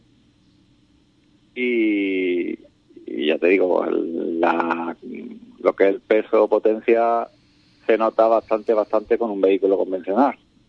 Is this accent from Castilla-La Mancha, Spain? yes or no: no; Ubrique, Andalusia, Spain; Sabemos que soy copiloto y aquí corro por disfrutar y por estar con mi gente, mi pueblo y que es lo que nos gusta, digamos, a los competidores de aquí de Ubrique.